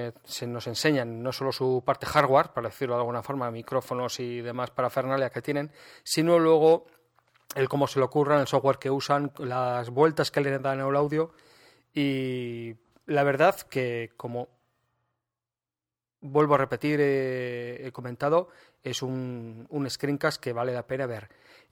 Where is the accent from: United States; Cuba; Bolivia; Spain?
Spain; Aragon; Estamos a día 23 de abril, patrón de Aragón, mi tierra